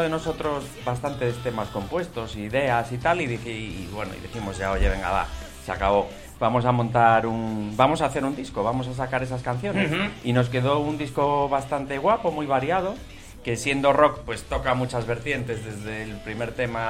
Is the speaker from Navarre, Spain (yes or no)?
no; A Coruña, Galicia, Spain; now in Madrid, Spain; yo soy de La Coruña, pero soy aficado en Madrid. … el guitarrista de … bueno, pues llevo mucho tiempo en Madrid